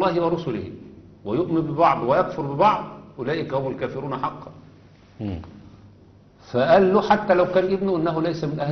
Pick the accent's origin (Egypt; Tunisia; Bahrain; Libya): Egypt; لا انا مصري بحب مصر وعايش فيها